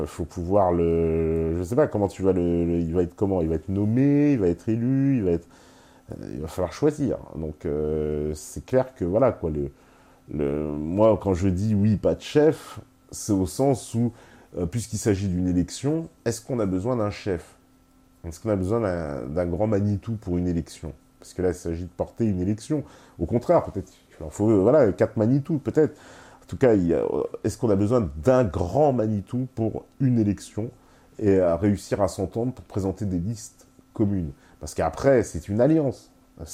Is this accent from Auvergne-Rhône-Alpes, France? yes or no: no; Grand Est, France; Je suis Alsacien, j'aime la France et je la défendrai jusqu'au bout.